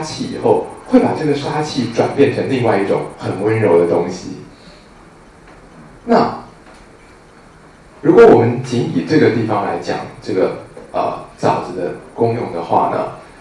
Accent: China; 那我们中国人知道，有刺的植物都是有一种锋锐之气的哦

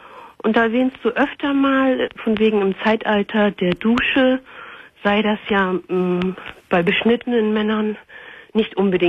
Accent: Turkey; Also ich bin eine Türkin.

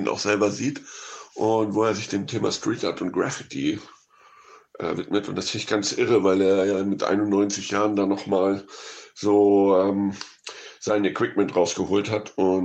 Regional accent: Hamburg, Germany; now in Barcelona, Spain; Ein Filmemacher aus meiner Heimatstadt Hamburg

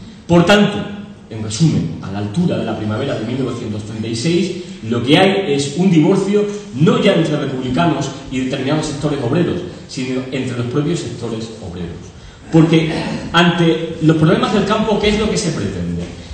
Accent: Extremadura, Spain; En Extremadura, todos los que somos extremeños

